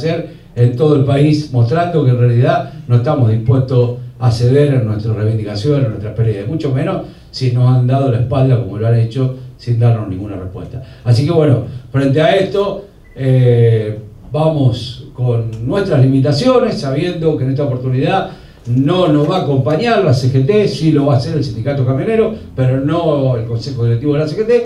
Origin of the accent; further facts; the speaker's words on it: Argentina; por lo menos a mí como argentino me dieron vergüenza ajena